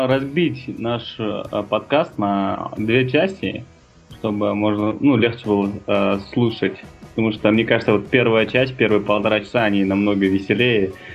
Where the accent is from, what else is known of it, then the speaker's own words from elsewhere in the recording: Almaty, Kazakhstan; мама у меня с Уральска. То есть корни у меня именно такие самые настоящие западные. Хотя сам я родился в Алматы и вырос